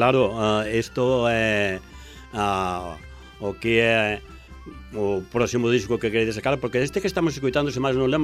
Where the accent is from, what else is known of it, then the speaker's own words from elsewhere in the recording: Galicia, Spain; Da comarca onde eu son, dos Ancares.